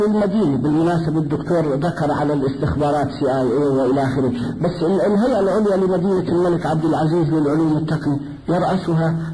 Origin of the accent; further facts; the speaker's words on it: Palestine; moved away; وطبعا انا كفلسطيني اذكر حل قضية فلسطين، قيل لي عندما نزحنا في 47 انها 7 ايام